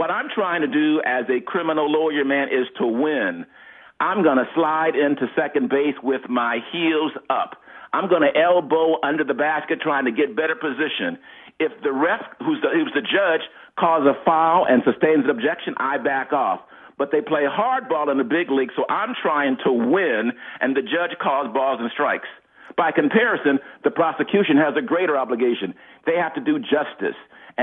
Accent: Los Angeles, California, United States; that tapped into me personally and my life growing up in Los Angeles, man.

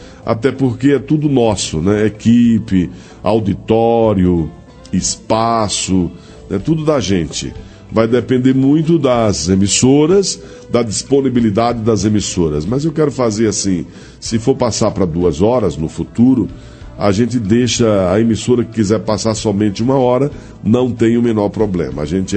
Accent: Santa Luzia do Paruá, Maranhão, Brazil; sou de Santa Luzia do Paruá

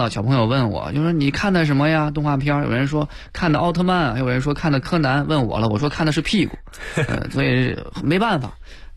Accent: Jinan, Shandong, China; 当时呢也是因为我是山东人嘛

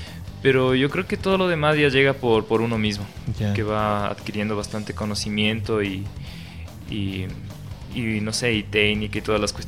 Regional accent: Ecuador; uno como músico, como artista ecuatoriano, tiene que seguir proponiendo nuevas e innovadoras propuestas para nuestra música

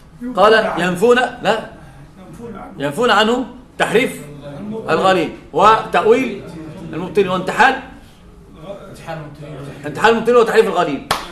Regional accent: Egypt; اثنان عندنا في مصر ثلاثة

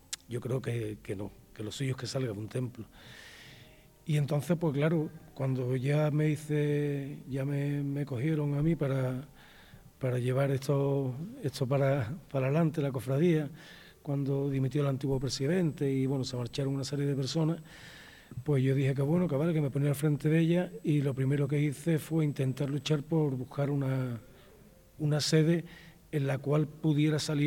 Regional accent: Jerez de la Frontera, Andalusia, Spain; now in Valladolid, Spain; 40 años de cofrade en Jerez de la Frontera, en mi tierra, pero 6 años aquí en Valladolid

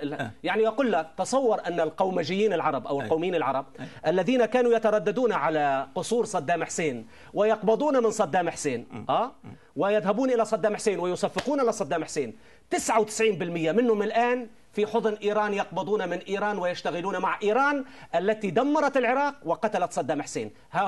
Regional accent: Syria; كانوا يرفعون شعارات قومجية عندنا في سوريا مثلا

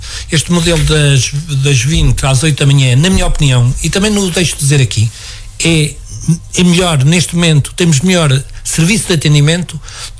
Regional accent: Portugal; e somos portugueses como os outros.

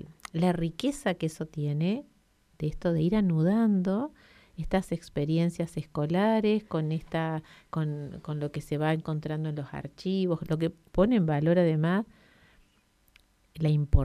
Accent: Quemú Quemú, La Pampa, Argentina; Y yo no soy de Toay, no soy de Santa Rosa, pero hace muchos años que vivo por acá. Pero en la infancia mía, viviendo en localidades del norte, yo me crié en la zona de Quemuquemú y Colonia Barón

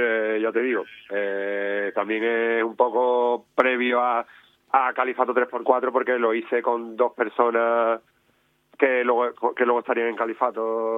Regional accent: Andalusia, Spain; Soy andaluz y ya está, ¿sabes?

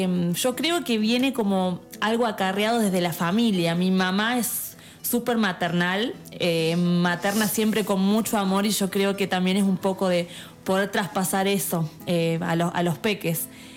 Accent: Merlo, Buenos Aires Province, Argentina; soy de acá de Merlo, oriunda. Mi familia fue de toda la vida acá.

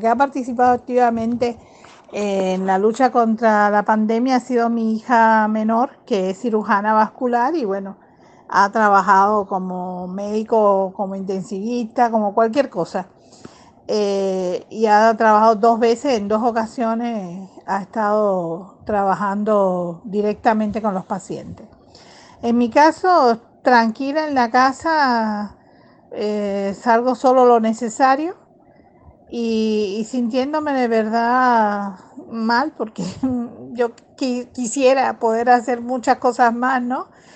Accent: Cuba; born there; Después estoy yo, que soy la mayor de los cubanos, es decir, los que nacimos en Cuba.

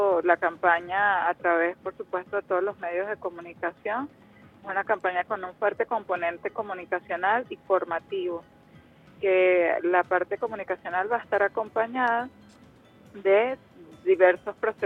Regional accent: Venezuela; nos obliga como venezolanos, como pueblo, a generar conciencia de cambio de patrones de vida en general

